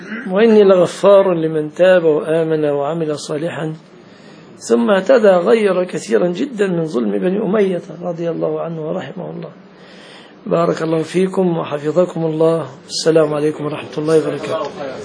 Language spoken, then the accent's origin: Arabic; Egypt; عندنا في مصر يقول لك مثلا اذا صدمت واحد يقول لك قضاء وقدر